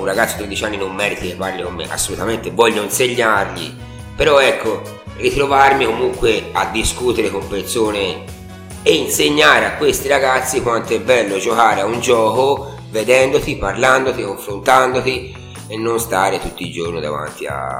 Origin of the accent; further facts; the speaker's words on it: Montevarchi, Tuscany, Italy; io sono di Montevarchi e mi ricordo che da ragazzo giocavo in Piazza della Repubblica